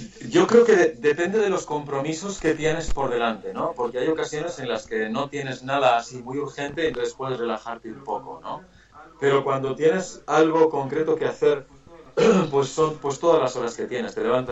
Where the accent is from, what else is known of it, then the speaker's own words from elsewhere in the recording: Bilbao, Basque Country, Spain; Mirad, yo provengo del País Vasco, de Bilbao.